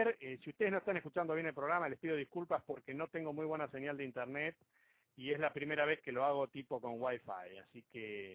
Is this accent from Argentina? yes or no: yes; Argentina; Cuando salí de Argentina, salí con la percepción de que no andamos muy bien. Que nosotros los argentinos y la Argentina no anda bien en general.